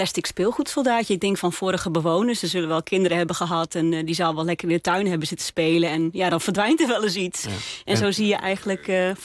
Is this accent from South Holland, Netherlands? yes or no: no; Groningen, Netherlands; also born or lived in North Brabant; Ik zing in het Gronings. Dat doe ik nou al een dikke 10 jaar, denk ik. Ik ben ook echt geboren en getogen Groninger. Heb voor mijn studie wel een poosje in Brabant gewoond.